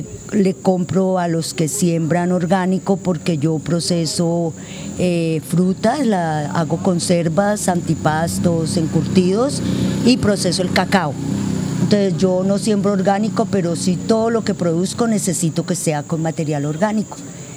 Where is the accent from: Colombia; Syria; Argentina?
Colombia; Cali, Valle del Cauca; Yo soy una persona que soy caleña. Hace 15 años me fui por una situación puntual a vivir 6 meses al campo y ya llevo 15 años viviendo en el campo, en Pueblo Pance.